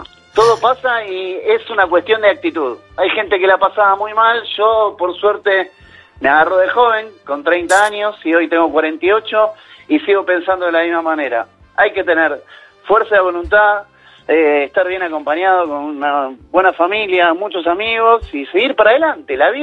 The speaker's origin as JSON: {"language": "Spanish", "town": "Floresta", "region": "Buenos Aires", "country": "Argentina", "said": "yo soy de Floresta, me fui hasta Devoto, de Devoto a Villa del Parque y después volví."}